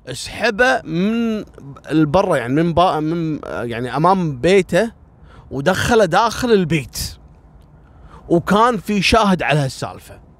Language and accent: Arabic; Kuwait; طالبة كلية الإعلام عندنا في الكويت في الجامعة